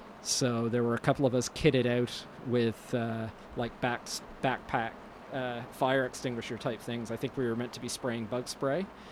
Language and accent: English; Kentville, Nova Scotia, Canada; also born or lived in Bridgewater / Falmouth; I grew up in a bunch of different places, mostly in Nova Scotia. I was born in Bridgewater on the South Shore, and then I did most of my elementary school in Kentville, in the Annapolis Valley